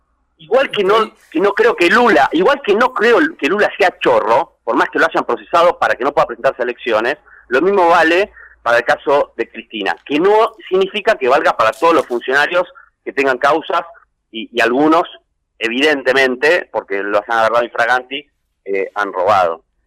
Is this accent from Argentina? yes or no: yes; Buenos Aires, Argentina; Y yo como porteño no estoy de acuerdo en quedarme con lo que no me corresponde